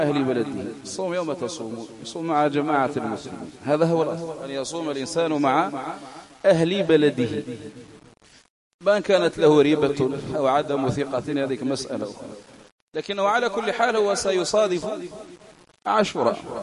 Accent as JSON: {"language": "Arabic", "country": "Algeria", "said": "التاسع عندنا في العاشر الجزائريين غدا"}